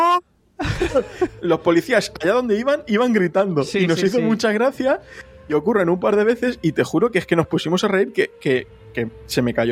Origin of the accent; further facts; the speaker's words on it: Spain; para los que somos de España